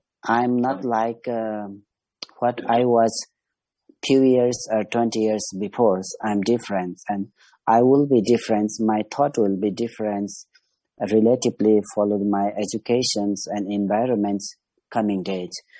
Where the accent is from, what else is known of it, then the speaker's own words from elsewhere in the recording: Kathmandu, Bagmati, Nepal; from Kathmandu, now from Himalaya.